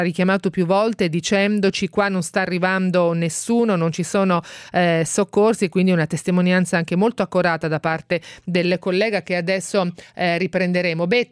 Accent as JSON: {"language": "Italian", "region": "Marche", "country": "Italy", "said": "io sono marchigiano, ho sentito anche alcuni dei miei parenti nelle Marche, nell'Ancoletano."}